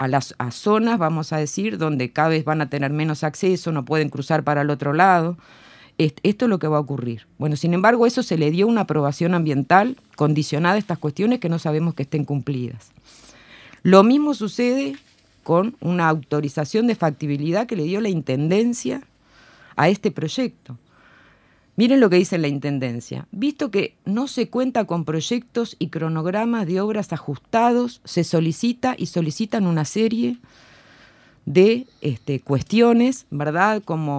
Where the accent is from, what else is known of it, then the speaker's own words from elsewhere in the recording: Montevideo, Uruguay; Montevideo, yo soy montevideana, vivo en Sayago, Montevideo queda dividida en este y oeste.